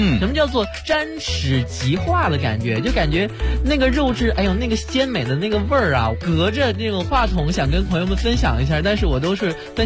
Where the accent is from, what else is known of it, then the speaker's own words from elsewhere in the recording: Zhoushan, Zhejiang, China; 你去我们舟山去邮过来的话